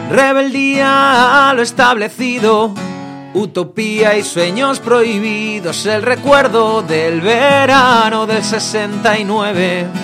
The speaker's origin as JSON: {"language": "Spanish", "town": "Getafe", "region": "Community of Madrid", "country": "Spain", "tie": "born or raised there", "said": "gente con la que todavía sigo viendo allí en mi ciudad natal, ¿no? En Getafe"}